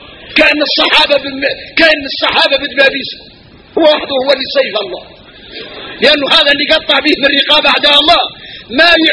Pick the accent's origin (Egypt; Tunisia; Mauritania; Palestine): Mauritania; احنا موريتاني فينا الغرائب والعجائب